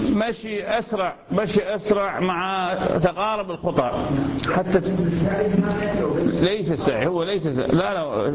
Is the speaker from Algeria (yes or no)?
no; Ramadi, Al Anbar, Iraq; هذا أحد العلماء عندنا في الرمادي